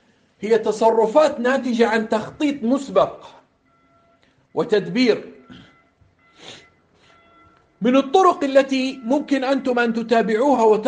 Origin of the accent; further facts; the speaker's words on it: Jordan; واحد هنا عندنا في الأردن على المنبر